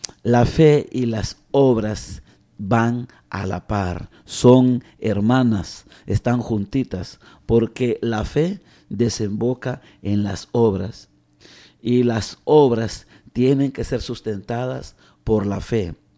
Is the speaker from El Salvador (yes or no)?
yes; El Salvador; En mi caso como salvadoreño, un sacerdote que se identificara con los campesinos